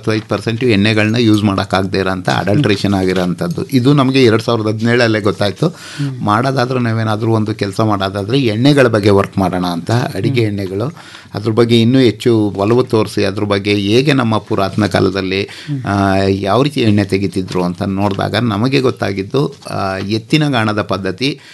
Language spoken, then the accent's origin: Kannada; Chamarajanagar, Karnataka, India; ನನ್ನ ಹುಟ್ಟೂರು ಚಾಮರಾಜನಗರ. ನನ್ನ ತಂದೆ ಪೊಲೀಸ್ ಇಲಾಖೆಯಲ್ಲಿದ್ದವರು, ನನ್ನ ತಾಯಿ ಗೃಹಿಣಿ, ನನ್ನ ಜೊತೆ 3 ಅಕ್ಕಂದಿರಿದ್ರು. ನನ್ನ ವಿದ್ಯಾಭ್ಯಾಸ, ಪ್ರಾಥಮಿಕ ವಿದ್ಯಾಭ್ಯಾಸ ಮತ್ತು ಕಾಲೇಜು ಶಿಕ್ಷಣ ಎಲ್ಲ GSS college ಚಾಮರಾಜನಗರದಲ್ಲೇ up to degree ತನಕ BCOM ಮಾಡಿದೆ.